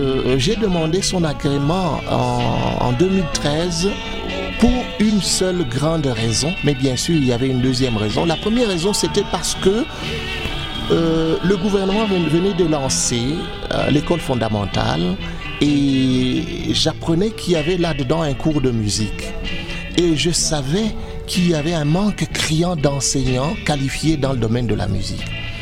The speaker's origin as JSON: {"language": "French", "country": "Burundi", "said": "Je suis Burundais d'abord et je suis un grand amateur de la musique."}